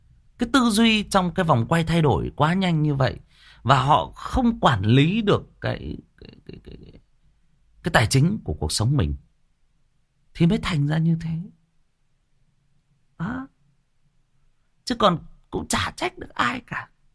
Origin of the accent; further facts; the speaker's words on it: Hưng Yên, Vietnam; Quê tôi cũng Hưng Yên bạn ơi. Quê tôi cũng Hưng Yên. Và tôi đang kể cái câu chuyện về quê tôi ở một cái làng nào đó ở quê tôi.